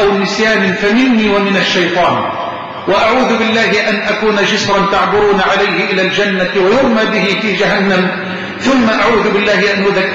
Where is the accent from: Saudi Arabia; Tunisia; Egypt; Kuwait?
Egypt; اللهم اجعل بلدنا مصر أمنا أمانا سخاء رخاء